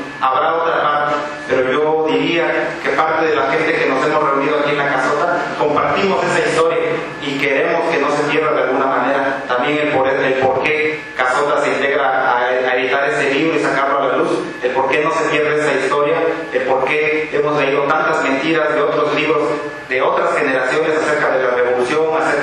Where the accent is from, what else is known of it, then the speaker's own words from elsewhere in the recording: Oaxaca, Mexico; born there; Desafortunadamente, yo nací aquí en la ciudad de Oaxaca, ¿no? Mis padres no son los dos de la Sierra Norte, entonces la idea yo saco de zapoteca y mixteca.